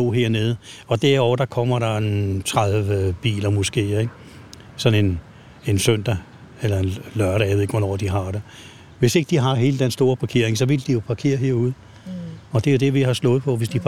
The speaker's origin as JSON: {"language": "Danish", "town": "Ishøj", "region": "Capital Region", "country": "Denmark", "said": "Jeg kommer der fra Ishøj."}